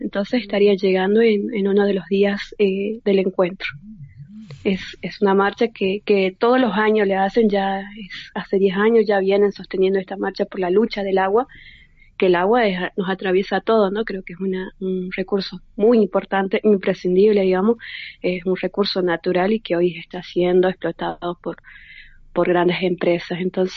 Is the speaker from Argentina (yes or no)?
yes; Jujuy, Argentina; acá con nuestra característica, ¿no? Creo que somos jujeña y queremos darle toda la importancia de la territorialidad.